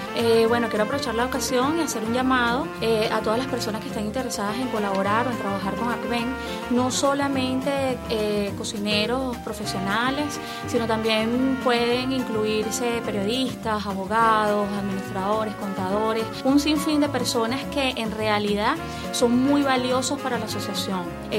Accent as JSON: {"language": "Spanish", "country": "Venezuela", "said": "cada uno como venezolano"}